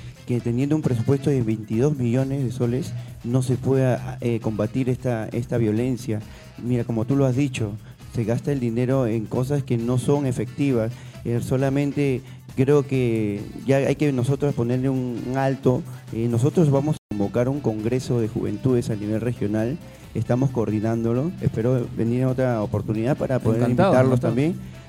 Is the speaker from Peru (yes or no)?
yes; Callao, Peru; esa zona es cercado Callao, justamente nosotros somos chalacos de nacimiento, nos amamos al Callao